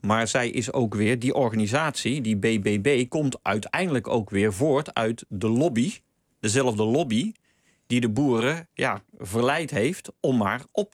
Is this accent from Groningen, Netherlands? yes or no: no; Hilvarenbeek, North Brabant, Netherlands; Ja, ik kom uit Hilvarenbeek oorspronkelijk. Dus ik heb ook altijd in Tilburg op school gezeten.